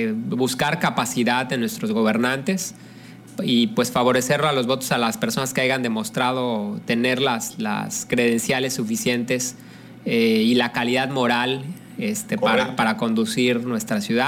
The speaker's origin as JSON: {"language": "Spanish", "country": "Mexico", "said": "Y yo creo que como mexicanos sí nos merecemos un buen gobierno, ¿no?"}